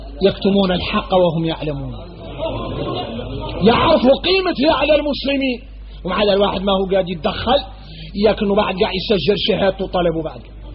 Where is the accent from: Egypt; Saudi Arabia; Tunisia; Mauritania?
Mauritania; احنا موريتاني